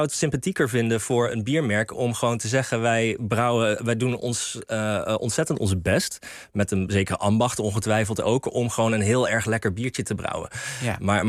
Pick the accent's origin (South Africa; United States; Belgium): United States; now in Netherlands; Ik ben opgegroeid in Amerika.